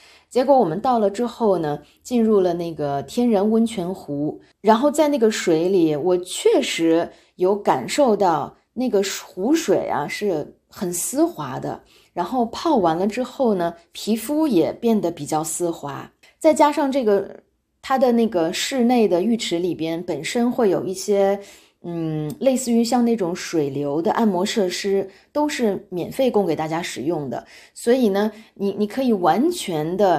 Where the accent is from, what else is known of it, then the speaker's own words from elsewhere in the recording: Hungary; 我在匈牙利生活已经有20多年了，我从小在这里长大的。